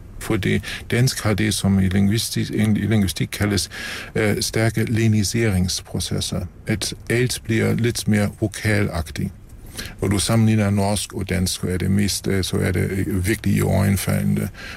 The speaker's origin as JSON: {"language": "Danish", "country": "Germany", "second_language": "Danish", "said": "Det gælder også mig som tysker, at vi har bibeholdt vores evner"}